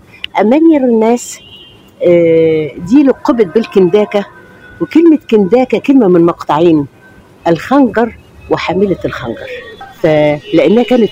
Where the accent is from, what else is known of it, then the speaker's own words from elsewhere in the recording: Cairo, Cairo Governorate, Egypt; born there; نوبية صحيح، أنا اتولدت في القاهرة، ولكن ارتباطي بالنوبة بلد أبويا وأمي، وتعتبر يعني دي هويتي، دي منطقتي، دي يعني دي مكاني.